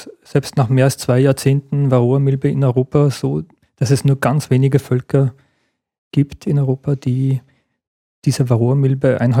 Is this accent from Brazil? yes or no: no; Gmunden, Upper Austria, Austria; Ich bin ja in Gemunden aufgewachsen